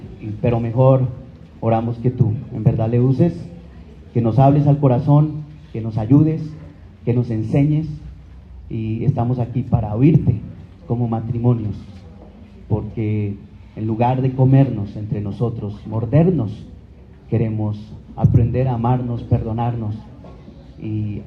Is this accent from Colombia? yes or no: yes; Colombia; now in Asunción, Paraguay; Es una alegría para mí estar en Bogotá, en mi país, Colombia. Hacía 3 años y medio que no podía venir. Estamos viviendo con mi familia allí en Asunción del Paraguay. Hace 13 años estamos radicados allí con mi esposa, ella también es colombiana, Claudia.